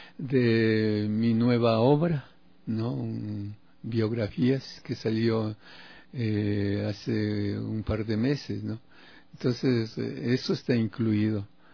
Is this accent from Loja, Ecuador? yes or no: no; Ibarra, Imbabura, Ecuador; now in Quito, Ecuador; Yo desde hace 24 años que estoy aquí en Quito, ya que alguna vez dije en Ibarra, de donde yo soy, ¿no? Dije, aquí no pasa nada y me voy a Quito.